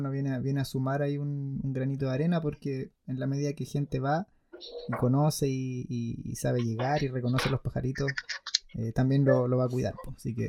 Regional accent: Santiago, Santiago Metropolitan Region, Chile; yo no vivo en Santiago, el otro día estuve por allá y igual nací y me crié en Santiago.

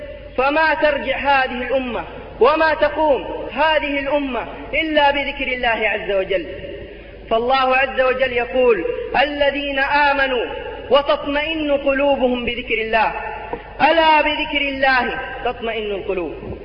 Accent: Jeddah, Makkah Province, Saudi Arabia; فنحن إخوانكم من المملكة العربية السعودية من جدة، أتينا لزيارة هذا البلد الحبيب

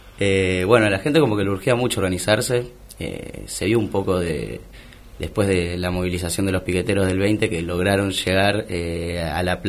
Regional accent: Buenos Aires, Argentina; a mí que particularmente soy de Mataderos y creo que en el barrio de Mataderos hay mucho sentido de pertenencia hacia el barrio

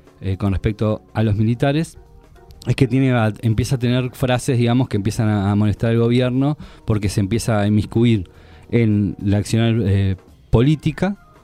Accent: Uruguay; Bueno, decir que soy uruguayo.

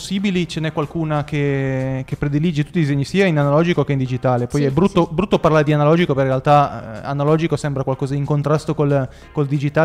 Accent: Piedmont, Italy; perché noi veniamo dalle profondità del Piemonte, a 80 km

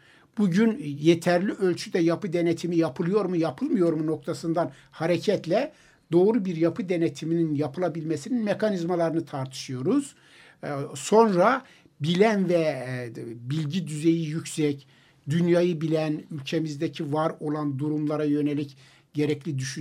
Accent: Istanbul, Turkey; Ben 45 senelik İstanbulluyum. Beyoğlu'nda su baskınının olduğunu görmedim.

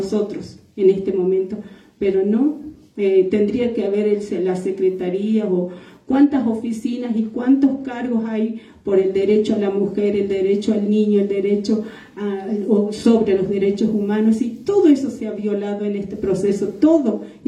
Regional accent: Abrapampa, Jujuy, Argentina; yo vengo de Abrapampa y sigue el corte de ruta ahí, seguimos resistiendo

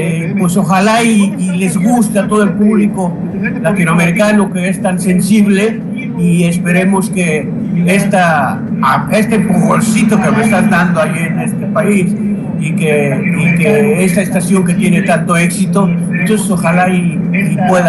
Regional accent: Mexico City, Mexico; yo nací en México DF, soy de los chilangos, de los pocos que quedamos, porque ya la provincia está aquí con nosotros

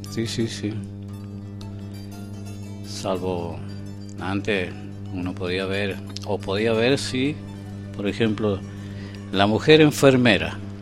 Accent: Argentina; somos argentinos, los argentinos.

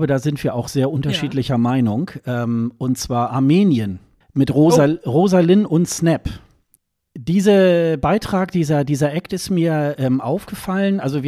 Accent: Germany; zumindest für mich als Westeuropäer, als Deutscher eigentlich ein ganz gängiger Song

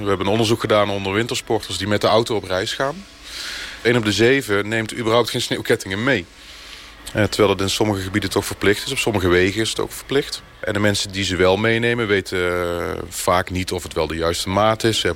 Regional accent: Netherlands; En dan komen wij als Hollanders daar aan en we denken dat we de koning van de weg zijn.

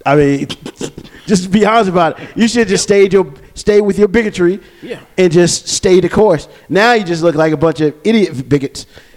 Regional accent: New York, United States; That's because I'm from New York.

